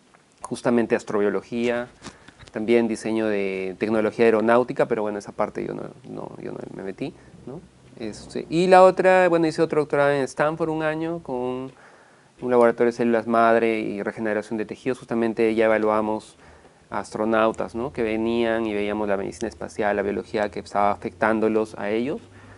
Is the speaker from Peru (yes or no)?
yes; Cusco, Peru; born there; yo soy peruano, nací en Cusco, estudié en Arequipa Medicina, soy médico, y luego viajé a México.